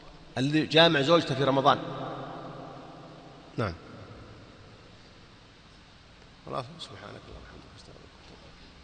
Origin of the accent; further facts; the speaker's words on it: Saudi Arabia; يوزعون الإفتاء عندنا في السعودية